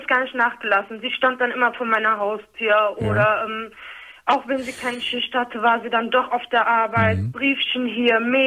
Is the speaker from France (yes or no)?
no; Turkey; Auch, sagen wir mal so, ich bin Türkin.